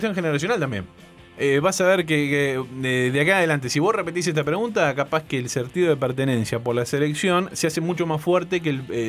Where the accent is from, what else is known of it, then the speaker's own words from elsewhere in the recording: Montevideo, Uruguay; yo nací en La Blanqueada, nací en 8 de octubre y Jaime Civils. El destino hizo que me criara en el barrio Peñarol. En el medio del barrio Peñarol.